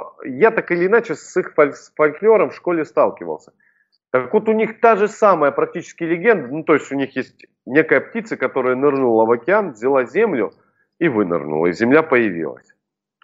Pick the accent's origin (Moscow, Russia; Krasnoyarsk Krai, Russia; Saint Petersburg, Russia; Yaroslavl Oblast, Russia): Krasnoyarsk Krai, Russia; А я, представляешь, вырос на Крайнем Севере, на полуострове Таймыр.